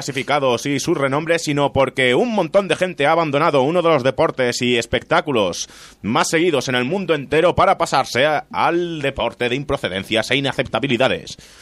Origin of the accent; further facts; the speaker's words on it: Italy; Spanish is a second language; Yo puedo hacerlo porque soy italiano.